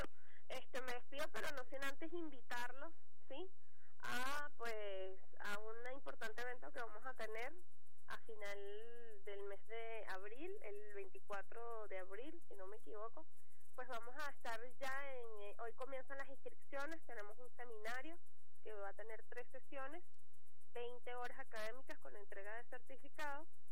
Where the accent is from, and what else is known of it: Venezuela